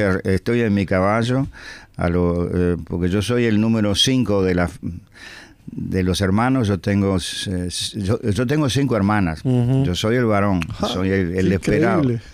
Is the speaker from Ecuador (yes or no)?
no; Cruz de San Pedro, Rivera, Uruguay; Yo soy del campo. Yo, ajá, soy de Rivera, pero del campo.